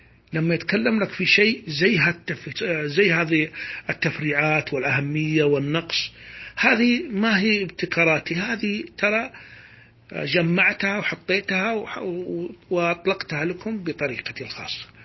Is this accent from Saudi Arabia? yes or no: yes; Saudi Arabia; غير بلدنا السعودية طبعا